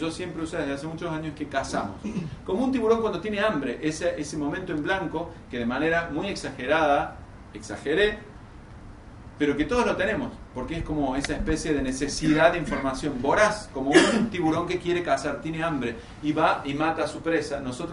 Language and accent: Spanish; Córdoba, Argentina; como soy medio inútil porque soy cordobés